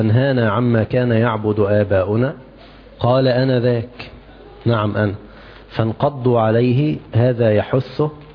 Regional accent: Egypt; يعني عندنا في مصر يقولون ايه، تنح تنح

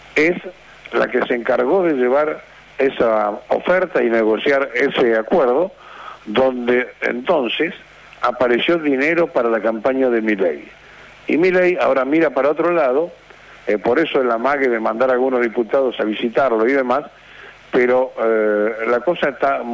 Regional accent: Argentina; Es muy difícil vivir en la Argentina siendo argentino

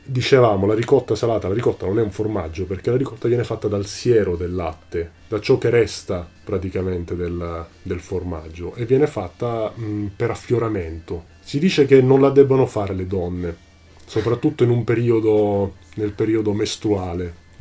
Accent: Catania, Sicily, Italy; voglio insistere sul fatto che sono catanese

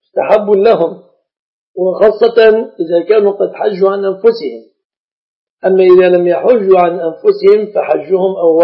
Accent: Egypt; يعني صندرة النساء كما عندنا في مصر

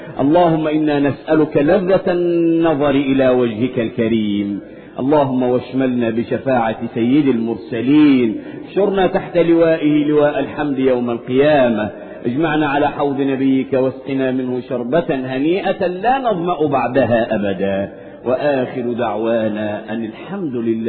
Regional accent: Egypt; اللهم احفظ بلادنا مصر من كل مكروه وسوء

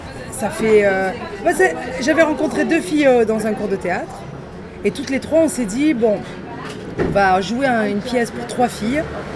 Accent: Marseille, Provence-Alpes-Côte d'Azur, France; Oh, parce que moi je viens de Marseille.

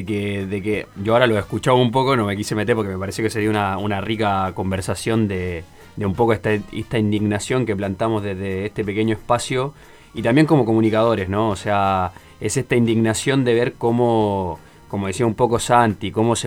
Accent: Chile; como chileno me llama mucho la atención todo lo que sucede acá con la policía.

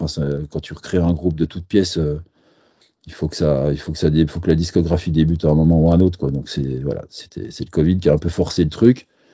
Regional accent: Besançon, Bourgogne-Franche-Comté, France

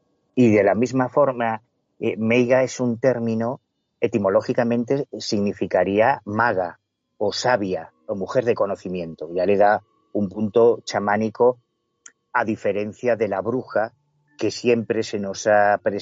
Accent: Galicia, Spain; independientemente del cariño que yo le tenga a mi tierra, es verdad que en Galicia hay una herencia mágica muy sólida

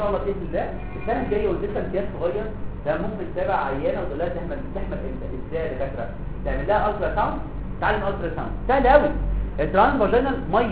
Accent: Egypt; احنا برضه عندنا في مصر قله اكل السمك

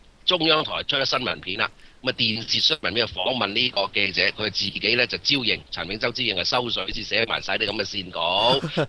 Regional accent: Hong Kong; 其實大陸人比我哋香港人咧係更加了解嘅

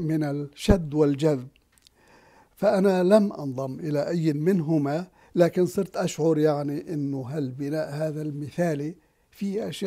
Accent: Gaza, Gaza Strip, Palestine; ما صار عندنا في غزة شيء اسمه النظام الخاص

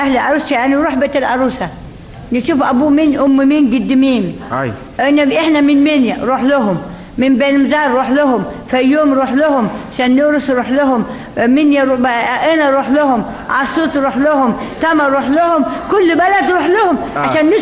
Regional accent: Ankara, Turkey; now in Egypt; أصل تركيا، من أناضول، من أنقرة.

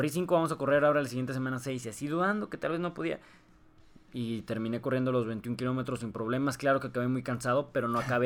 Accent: Saltillo, Coahuila, Mexico; Hay un evento muy famoso aquí de donde somos, en Saltillo, de Coahuila

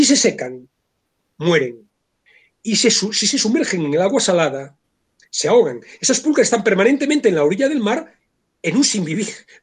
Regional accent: Vigo, Galicia, Spain; born there; yo soy de mar y me gusta mucho el mar, yo soy nacido en Vigo y me gusta mucho la playa

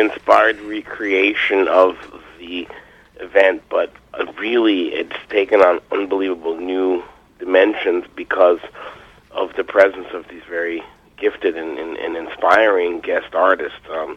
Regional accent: United States; It's the way that I grew up in the United States saying it.

